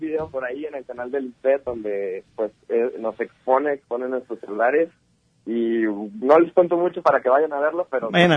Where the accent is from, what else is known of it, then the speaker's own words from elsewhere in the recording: Guadalajara, Jalisco, Mexico; moved away as an adult; now in Tijuana, Mexico; tenemos aproximadamente 2 meses ya viviendo en Tijuana, porque, nosotros somos de Guadalajara, y hace 2 meses, casi 3 creo, decidimos